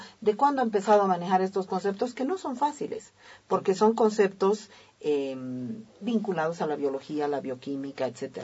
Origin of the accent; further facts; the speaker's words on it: Bolivia; yo por ejemplo como boliviana, que también he ido entendiendo lentamente esto